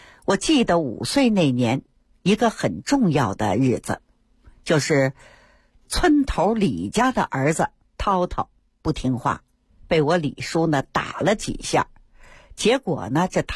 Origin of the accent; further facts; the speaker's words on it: Fengtai, Beijing, China; 生下我之后呢，爷爷他退居二线了，带着我回到了丰台农村老家。 大伙儿看啊，现在整个丰台区呀、啊，我老家那片都挺繁华。